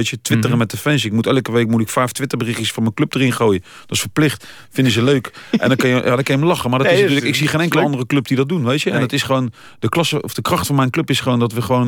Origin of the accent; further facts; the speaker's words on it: The Hague, South Holland, Netherlands; born there; ik ben geboren in het Zuiderpark of naast het Zuiderpark.